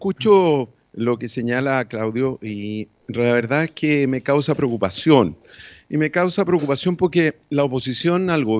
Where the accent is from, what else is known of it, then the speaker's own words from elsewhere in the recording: Chile; somos connacionales, somos chilenos y por lo tanto queremos el bienestar de nuestro país.